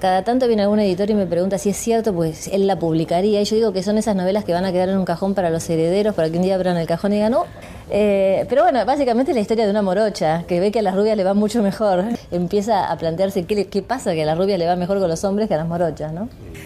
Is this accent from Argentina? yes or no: yes; Burzaco, Buenos Aires Province, Argentina; es mi infancia y sigue siendo mi lugar de referencia. Yo he vivido viví en la capital, ahora vivo en la zona norte, pero para mí, si vos me preguntás de dónde soy, yo soy de Bursaco